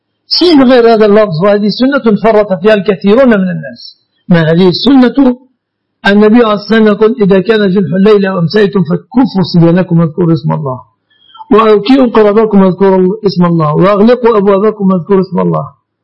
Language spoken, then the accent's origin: Arabic; Egypt; يعني يسميه الناس في بلادنا مصر